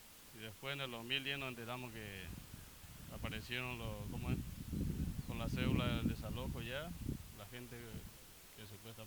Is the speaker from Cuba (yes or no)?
no; Paraguay; now in Argentina; yo en mi caso soy extranjero, soy paraguayo y tengo amigos acá en el barrio que son paraguayos